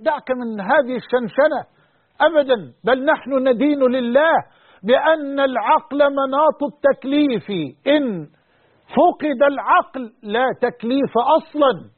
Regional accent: Egypt; وأن يحفظ بلدنا مصر وجميع بلاد

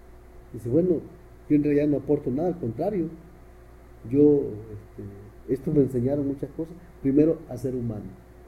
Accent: Guerrero, Mexico; Soy de aquí, de la Costa Chica de Guerrero, México, y aquí me he desarrollado como político, como gestor

